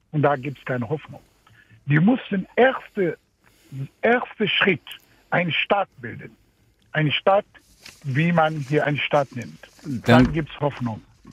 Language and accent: German; Tunisia; Ja, ich komme aus Tunesien